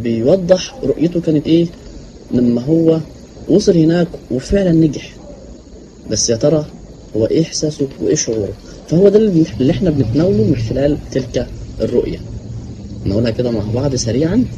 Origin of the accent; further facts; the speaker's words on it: Egypt; طيب احنا عندنا في مصر هنا ممكن واحده ما تتوفرش